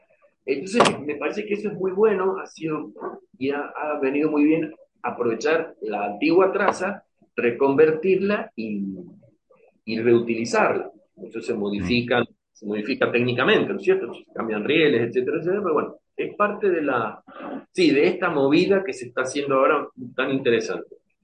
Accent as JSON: {"language": "Spanish", "region": "Mendoza", "country": "Argentina"}